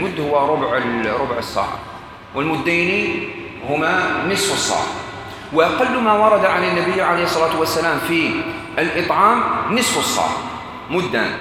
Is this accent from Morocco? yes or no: yes; Morocco; عندنا في المغرب وبلاد الأندلس كان مشهورا عندهم وتوارث نفسه